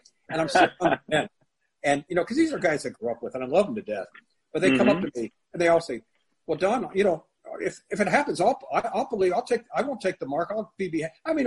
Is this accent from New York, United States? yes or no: no; California, United States; a bunch of us from our old school, I'm from Southern California, Tustin High, Foothill High in Orange County